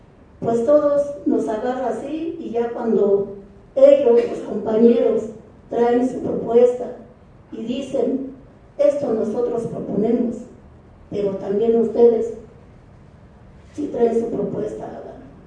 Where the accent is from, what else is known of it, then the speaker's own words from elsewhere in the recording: State of Mexico, Mexico; now in Mexico City, Mexico; yo soy una indígena mazahua del Estado de México, pero ya tengo muchos años de radicar aquí en la ciudad. Soy residente de la Ciudad de México